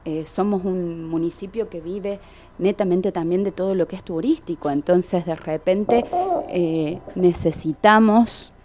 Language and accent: Spanish; Quilpo, Córdoba, Argentina; Me estás hablando de esto porque soy de Quilpo